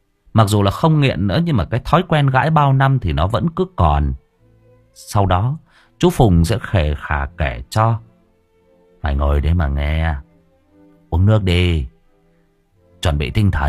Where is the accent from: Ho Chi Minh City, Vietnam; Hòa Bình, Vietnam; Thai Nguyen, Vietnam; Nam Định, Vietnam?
Thai Nguyen, Vietnam; tôi sinh ra và lớn lên ở Thái Nguyên, và tôi lớn lên trong đúng cái giai đoạn mà cái thành phố Thái Nguyên của chúng tôi nó hỗn loạn nhất